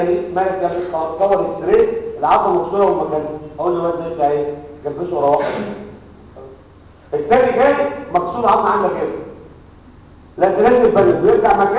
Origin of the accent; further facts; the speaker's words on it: Egypt; لكن احنا عندنا في مصر ما زال الجبس